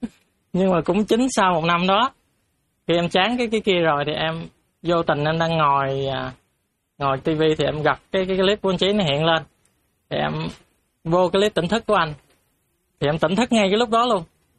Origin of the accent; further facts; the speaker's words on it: An Giang, Vietnam; em thì em đến ở An Giang. Em đến từ An Giang, ở miền Tây.